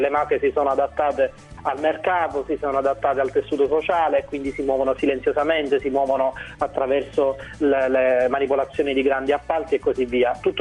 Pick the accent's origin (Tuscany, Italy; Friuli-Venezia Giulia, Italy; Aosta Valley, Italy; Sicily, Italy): Sicily, Italy; Sembra quasi scontato che io da siciliano mi preoccupi